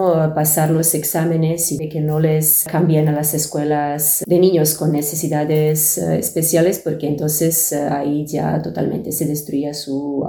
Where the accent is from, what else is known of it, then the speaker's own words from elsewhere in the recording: Serbia; moved away; salir de Serbia y todo lo que ha venido después. De alguna forma, todo lo que recuerdo relacionado con mi país de origen fue conectado con la guerra civil